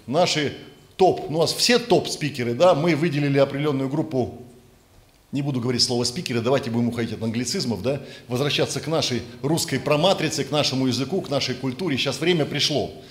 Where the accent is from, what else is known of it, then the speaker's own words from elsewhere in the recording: Novosibirsk Oblast, Russia; почти у меня на родине в Новосибирске